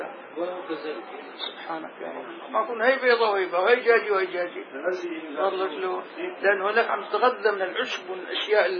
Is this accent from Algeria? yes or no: no; Damascus, Damascus Governorate, Syria; نحن عندنا هون كابر ملوك عندنا بدمشق